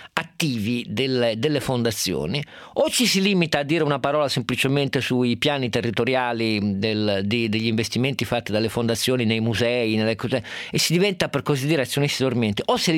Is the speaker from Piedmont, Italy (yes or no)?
yes; Turin, Piedmont, Italy; lo dico da torinese in quel caso